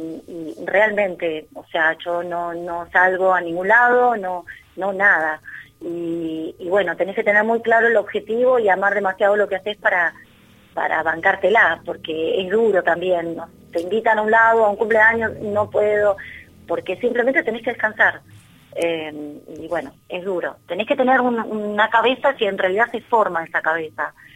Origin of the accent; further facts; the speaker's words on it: Burzaco, Buenos Aires Province, Argentina; Sí, soy de Bursaco.